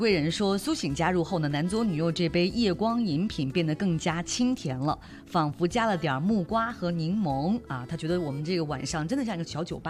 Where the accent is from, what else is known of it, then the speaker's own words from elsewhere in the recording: China; 只不过我们中国人更喜欢，就是说过了这个农历年哈